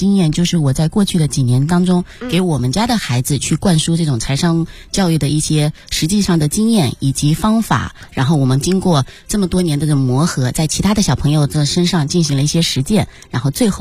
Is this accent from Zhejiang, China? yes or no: yes; Wenzhou, Zhejiang, China; 对，是的，我是温州人。